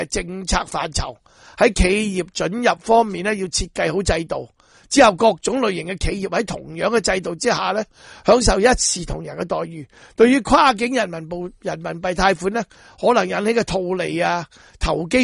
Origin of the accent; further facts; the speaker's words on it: Hong Kong; 我哋香港人做一件好事得